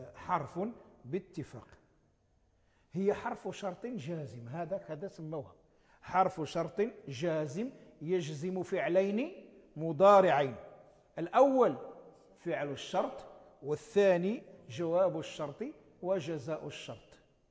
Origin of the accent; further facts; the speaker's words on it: Morocco; نسميها نحن في عرفنا عندنا في المغرب نسميها لا الناهية،